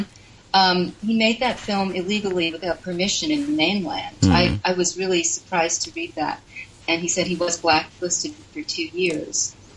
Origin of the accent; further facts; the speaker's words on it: New York, United States; As a New Yorker, as a creative person in New York, I felt, a lot of, this really resonates with me.